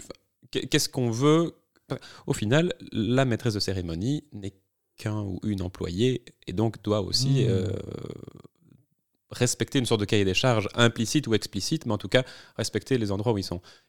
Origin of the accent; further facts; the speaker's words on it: Liège, Wallonia, Belgium; moved away as an adult; now in Brussels, Belgium; je suis liégeois, j'ai emménagé à Bruxelles dans le cadre de mes études en 2009.